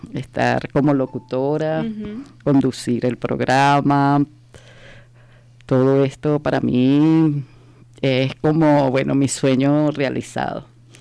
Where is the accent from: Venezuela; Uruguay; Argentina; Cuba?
Venezuela; now in Spain; Soy de Venezuela.